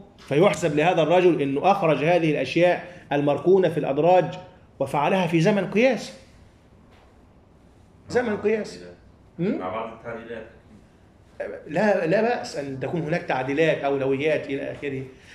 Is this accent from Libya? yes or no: no; Egypt; قبل 2011 عندنا في مصر الشعب العادي عمومه ما كان يعرف